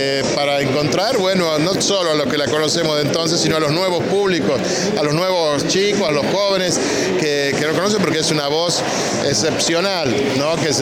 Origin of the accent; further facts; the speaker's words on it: La Rioja, Argentina; yo hago el mea culpa también como riojano